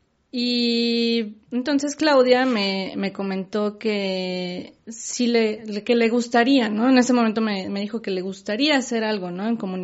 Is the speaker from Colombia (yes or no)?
no; Mexico; somos pocos los mexicanos que hacemos cosas para ayudar a otros mexicanos